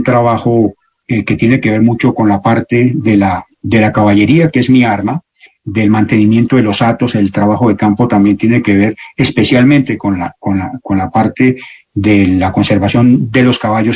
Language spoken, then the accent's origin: Spanish; Bogotá, Bogotá Capital District, Colombia; que es realmente cuando empieza mi niñez, que la pasé en Bogotá.